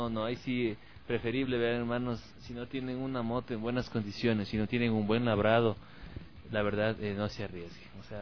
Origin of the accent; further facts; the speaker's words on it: Ecuador; no importa de qué parte del país seamos, pero demostremos como ecuatorianos que la cultura biker es seguridad ante todo